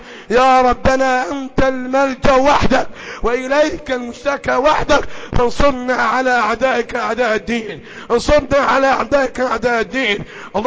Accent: Egypt; اللهم احفظ بلدنا مصر، احفظ بلدنا مصر، احفظ بلدنا مصر

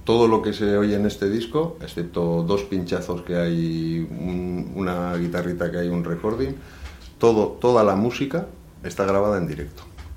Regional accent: Elorrio, Basque Country, Spain; now in Bilbao, Spain; Somos de Elorrio, de allí, nacimos allí como las patatas de Elorrio.

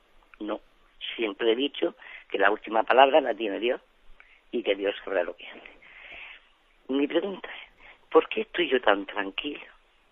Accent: Almería, Andalusia, Spain; Soy de Almería

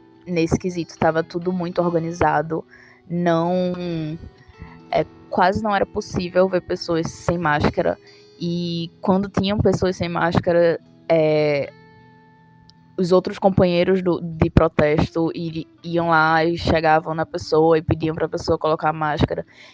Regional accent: Recife, Pernambuco, Brazil; sou antropóloga, sou de Recife.

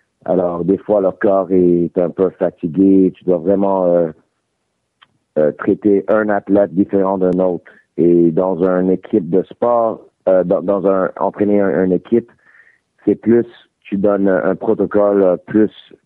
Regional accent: Montreal, Quebec, Canada; born there; Oui, je viens né à Montréal.

